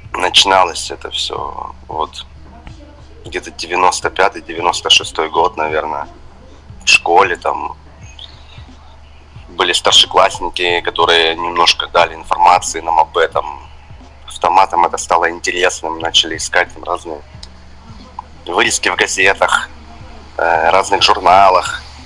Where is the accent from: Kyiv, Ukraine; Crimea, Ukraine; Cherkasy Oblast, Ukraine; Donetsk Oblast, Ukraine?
Donetsk Oblast, Ukraine; Donetsk; also born or lived in Pryvillia; Я больше из Донецка, хотя родился в Луганской области. Ага. Есть такой город Приволье, недалеко от Лисичанска. Ага. Вот я был рожден там. До 5 лет мы там жили, потом переехали уже в Донецкую область.